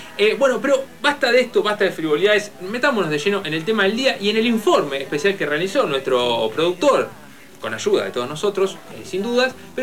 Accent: La Plata, Buenos Aires Province, Argentina; en la ciudad de La Plata. Mi ciudad de origen, en la ciudad de las Diagonales

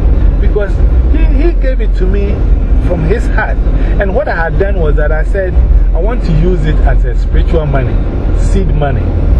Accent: Ghana; moved away as an adult; now in Las Vegas, United States; Because one, I am coming from Ghana to come to Las Vegas. I don't know anybody here.

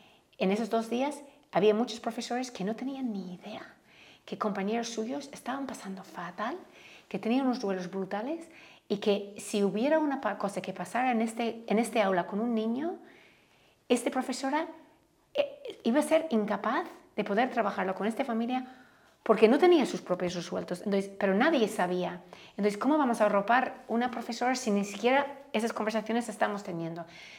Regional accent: Ireland; Spanish is a second language; Bueno, yo soy de Irlanda, ¿no?

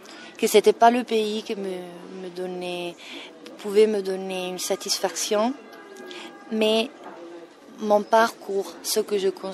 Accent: Italy; accent: Italian; French is a second language; moved away as an adult; now in France; en France, en étant arrivée à 33 ans, j'avais pas la possibilité vraiment d'enlever mon accent qui est très fort, et donc je pouvais simplement faire les italiennes

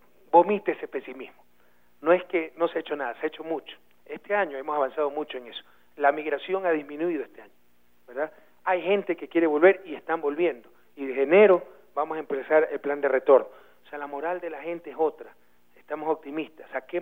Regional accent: Ecuador; porque así somos los ecuatorianos.

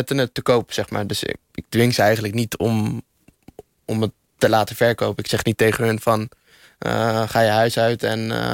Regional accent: Iraq; ik kom zelf uit Irak.

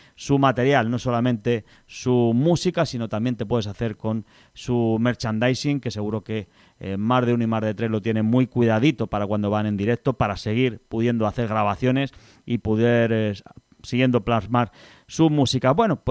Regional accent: Madrid, Community of Madrid, Spain; los que somos de aquí de Madrid de toda la vida, siempre le hemos puesto esa denominación, el foro

